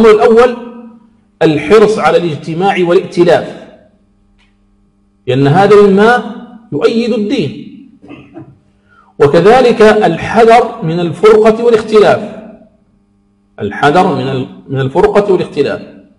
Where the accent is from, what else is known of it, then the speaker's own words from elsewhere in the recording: Algeria; موجهة للدعاة في بلدنا الجزائر